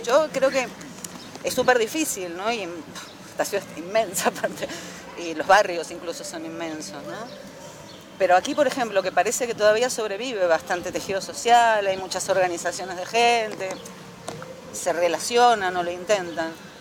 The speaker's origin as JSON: {"language": "Spanish", "country": "Spain", "lives_now": "Argentina", "said": "nosotros venimos de España, donde la cosa se fue al carajo y nadie compraba nada"}